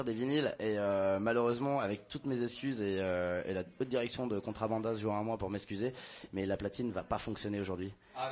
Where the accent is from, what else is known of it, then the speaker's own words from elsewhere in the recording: Paris, Île-de-France, France; Moi, je suis parisien, et en tant que parisien, je faisais des sound systems